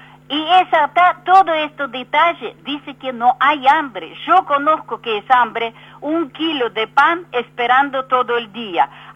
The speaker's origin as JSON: {"language": "Spanish", "country": "Argentina", "said": "por más que soy argentina, con experiencia de vivir en otro mundo, en otro país con comunistas y todo"}